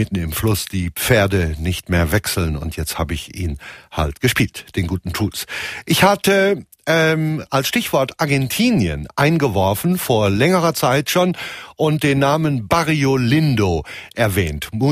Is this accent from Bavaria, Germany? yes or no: no; North Rhine-Westphalia, Germany; wenn ich als Westfale grundsätzlich eher skeptisch bin und meine Zweifel habe